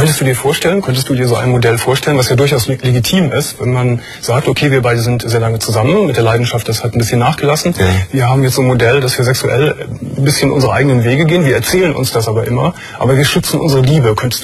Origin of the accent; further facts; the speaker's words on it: Berlin, Germany; ich bin eine Berlinerin. … 23 Jahre alt.